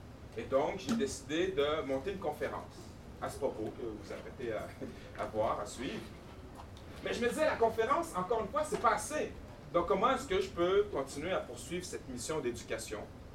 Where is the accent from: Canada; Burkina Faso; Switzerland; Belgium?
Canada; Quebec City, Quebec; Je suis né à Québec, ici dans le quartier Limoilou, d'une mère limouloise et d'un père sénégalais. J'ai grandi ici